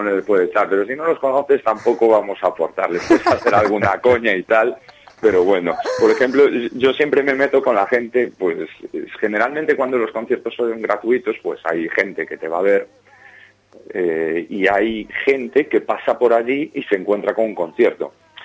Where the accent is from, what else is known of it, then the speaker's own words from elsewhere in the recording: Ferrol, Galicia, Spain; No canto en gallego. No, porque yo nunca hablé en gallego. Yo soy de Ferrol